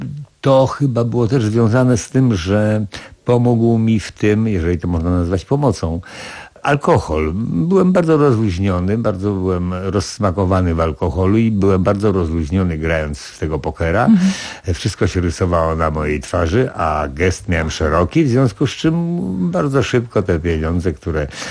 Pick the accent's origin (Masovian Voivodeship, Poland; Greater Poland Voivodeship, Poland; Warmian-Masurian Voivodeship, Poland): Masovian Voivodeship, Poland; Warsaw; bo wychowałem się na Marymoncie